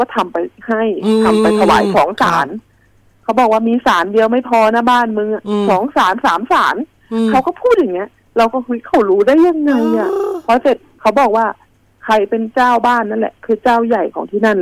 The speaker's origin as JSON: {"language": "Thai", "region": "Phetchabun", "country": "Thailand", "said": "หนูอะเป็นคนเพชรบูรณ์เนาะตอนนั้นหนูถือโอกาสกลับบ้าน"}